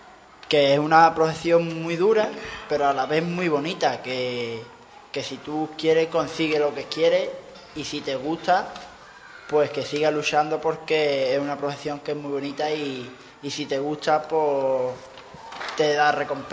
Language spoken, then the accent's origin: Spanish; Ubrique, Andalusia, Spain; venga ese concurso Ubrique y además que pueda torear yo en mi pueblo y sea un gran día